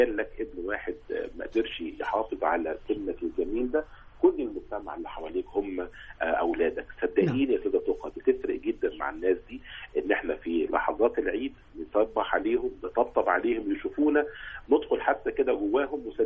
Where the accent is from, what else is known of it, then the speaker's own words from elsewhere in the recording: Egypt; والتراحم موجود أكتر فينا كمصريين